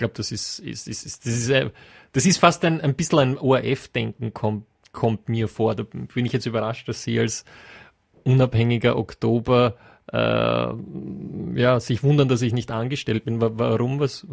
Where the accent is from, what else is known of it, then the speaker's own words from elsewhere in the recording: United Kingdom; German is a second language; Das sind natürlich schon sprachliche Feinheiten, die ich als Brite, wo ich zweimal drüber nachdenken muss, Radetzky.